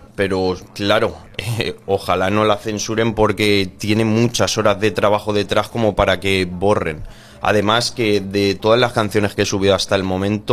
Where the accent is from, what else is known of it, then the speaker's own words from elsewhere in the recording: Spain; les ha motivado más que yo fuera un español el que cantara